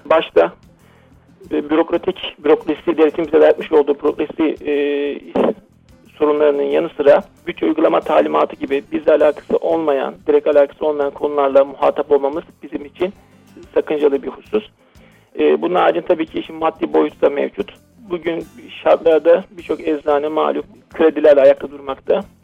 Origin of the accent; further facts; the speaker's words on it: Samsun, Turkey; born there; 1981, Samsun doğumluyum.